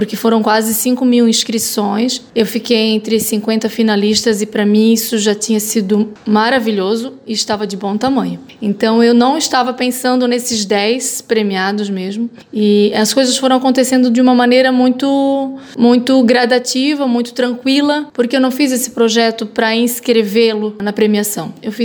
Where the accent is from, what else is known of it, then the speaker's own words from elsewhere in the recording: Gaspar, Santa Catarina, Brazil; Eu sou nascida aqui em Gaspar, sempre morei no Santa Terezinha